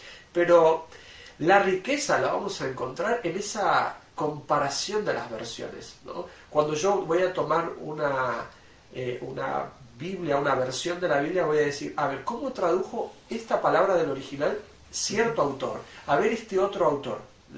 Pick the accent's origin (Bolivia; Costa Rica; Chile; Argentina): Argentina; somos argentinos, nacimos en Sudamérica, aquí en este lado del mundo, que tenemos ciertas creencias.